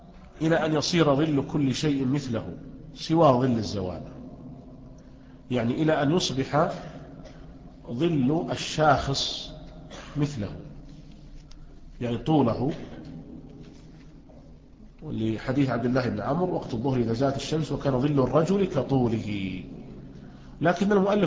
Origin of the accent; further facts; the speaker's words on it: Riyadh, Riyadh Province, Saudi Arabia; يعني مثلا عندنا في الرياض لا ينعدم الظل،